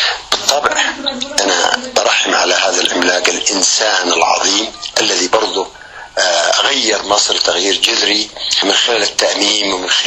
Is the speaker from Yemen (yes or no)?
yes; Yemen